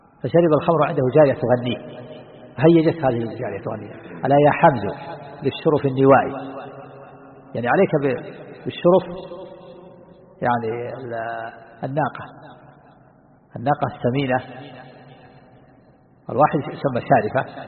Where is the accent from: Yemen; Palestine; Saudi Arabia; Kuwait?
Saudi Arabia; Najd; عندنا في نجد الآن يجعل بين الخشب الجريد